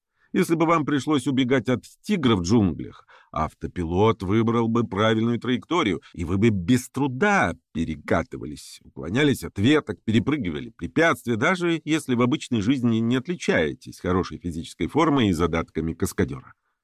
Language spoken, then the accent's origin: Russian; Chukotka Autonomous Okrug, Russia; Мое детство прошло на Чукотке, поэтому в школу я часто ходил полярной ночью, в метели, пронизывающий мороз.